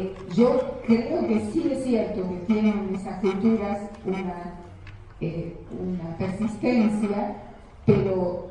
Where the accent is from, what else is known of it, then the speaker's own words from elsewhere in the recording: Misiones, Argentina; Vengo de Misiones y ver a los guaraníes vendiendo muñequitos hechos pedazos, habitantes de esa tierra